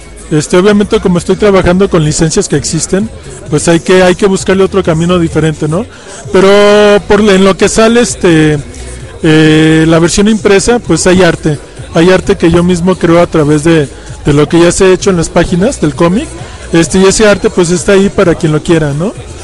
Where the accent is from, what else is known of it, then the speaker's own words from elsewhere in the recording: León, Guanajuato, Mexico; pues aquí viniendo así como que de indocumentado a las tierras del DF, porque yo soy pues de Guanajuato, de León